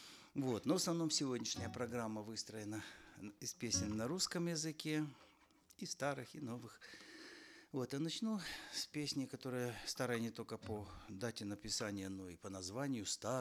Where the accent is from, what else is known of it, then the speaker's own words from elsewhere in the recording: Lviv Oblast, Ukraine; first language Ukrainian; Russian is a second language; родом я с Львовщины, с Западной Украины. Мой родной язык украинский